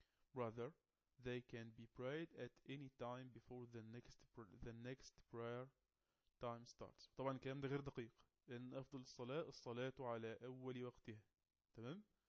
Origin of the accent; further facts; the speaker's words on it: Egypt; القبلة عندنا في مصر جنوب شرق